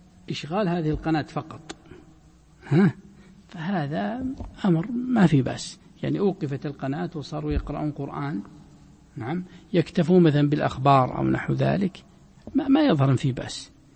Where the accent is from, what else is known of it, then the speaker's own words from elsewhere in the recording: Najd, Saudi Arabia; هذا ما يزال موجود عندنا في نجد وما حوله